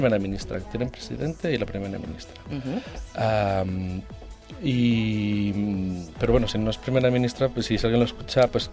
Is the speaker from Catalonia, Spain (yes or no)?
yes; Barcelona, Catalonia, Spain; sí que es verdad que los dos somos de Barcelona, escritores y todo aquello